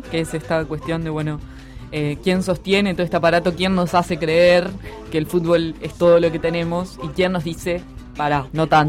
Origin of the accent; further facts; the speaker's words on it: Uruguay; pero somos todos uruguayos.